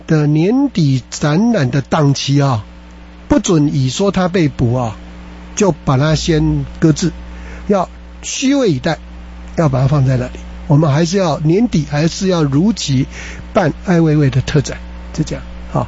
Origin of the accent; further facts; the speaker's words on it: Taiwan; 那这当然跟我台湾人有仇啊